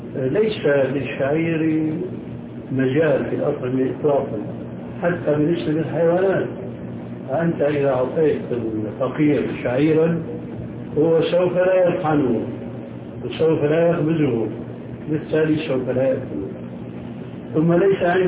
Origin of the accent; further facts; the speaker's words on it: Syria; يمكن موجودة عندكم موجود عندنا في سوريا وأردن